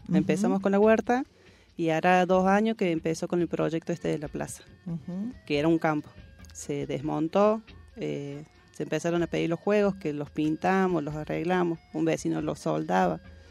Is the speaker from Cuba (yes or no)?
no; Córdoba, Argentina; Yo también, hace 7 años que vivo acá, era de Córdoba capital. Veníamos siempre en el verano hasta que nos vinimos a vivir acá